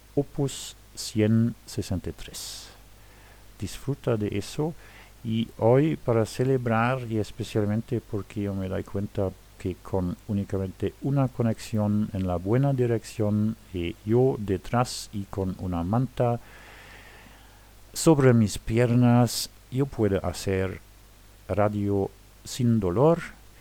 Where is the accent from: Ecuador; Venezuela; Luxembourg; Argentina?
Luxembourg; yo soy de Luxemburgo.